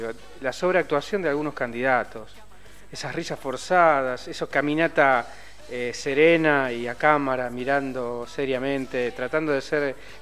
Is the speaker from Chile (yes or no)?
no; Argentina; Yo también.